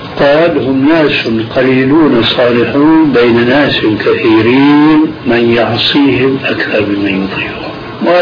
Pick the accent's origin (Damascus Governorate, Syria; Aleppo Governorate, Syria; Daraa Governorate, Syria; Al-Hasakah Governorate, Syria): Aleppo Governorate, Syria; Aleppo; يعني عندنا في حلب